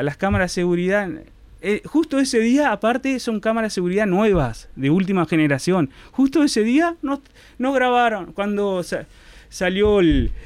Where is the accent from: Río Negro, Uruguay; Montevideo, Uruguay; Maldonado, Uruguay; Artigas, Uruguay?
Artigas, Uruguay; Bella Unión; yo soy de Bella Unión. Nací, me crié dentro del sindicato de Utaca